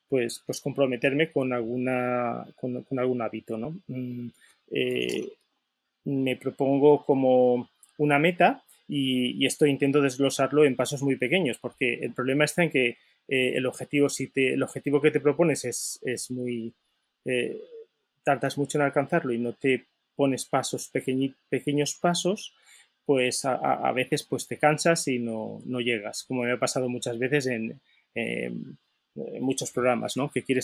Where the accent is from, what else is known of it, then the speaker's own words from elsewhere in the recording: Valencia, Valencian Community, Spain; soy de Valencia, por eso el nombre es tan valenciano.